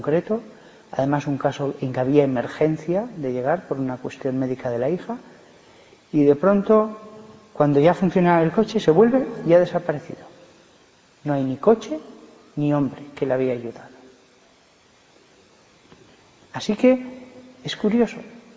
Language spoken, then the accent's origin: Spanish; Barbastro, Aragon, Spain; born there; pero es de Barbastro, que es de donde yo nací